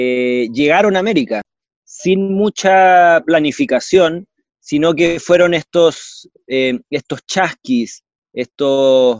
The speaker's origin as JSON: {"language": "Spanish", "country": "Chile", "said": "Vengo de Chile."}